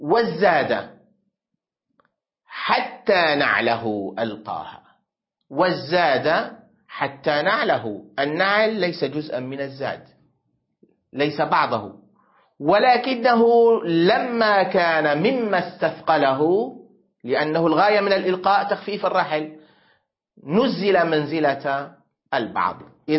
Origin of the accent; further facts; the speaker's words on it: Syria; عندنا في سوريا يقولون لا تأكل السمك واللبن وتدخل بعدها حمام الاغتسال بعد العصر، هذه حكايات جدتي